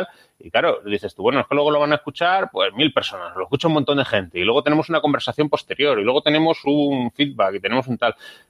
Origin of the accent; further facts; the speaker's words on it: Spain; Pero aparte, somos españoles y somos jugones.